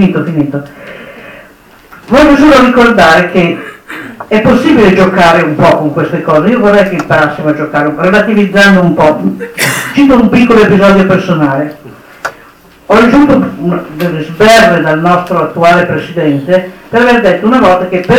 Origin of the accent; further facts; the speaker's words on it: Piedmont, Italy; io dico italiano quando sono all'estero, perché devo dire, sì, sono piemontese, la mia origine regionale è quella, piemontese.